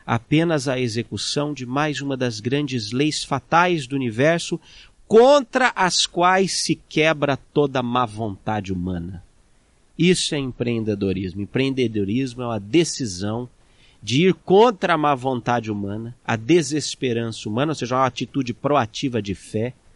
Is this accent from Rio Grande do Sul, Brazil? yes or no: no; Jundiaí, São Paulo, Brazil; born there; eu sou de Jundiaí, isso aí porque é uma noção equivocada, né? Eu nasci na região metropolitana da Grande Jundiaí, da qual São Paulo faz parte ali.